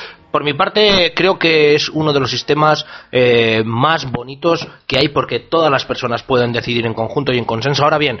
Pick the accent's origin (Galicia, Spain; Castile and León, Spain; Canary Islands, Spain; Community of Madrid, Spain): Castile and León, Spain; Burgos; la organización que se está llevando a cabo allí en mi ciudad natal de Burgos, siempre odiada y amada al mismo tiempo.